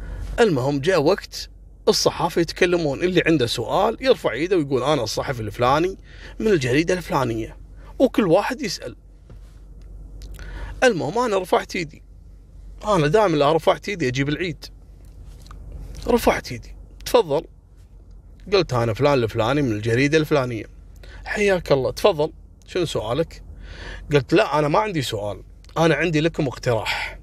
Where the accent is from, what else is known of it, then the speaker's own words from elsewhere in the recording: Kuwait; أن جابوا 3 شركات عندنا في الكويت، شركات اتصالات كبيرة